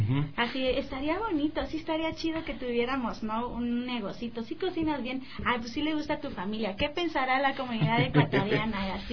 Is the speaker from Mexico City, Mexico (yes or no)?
yes; Mexico City, Mexico; also born or lived in Chiapas; Yo soy mexicana. ¿Sí?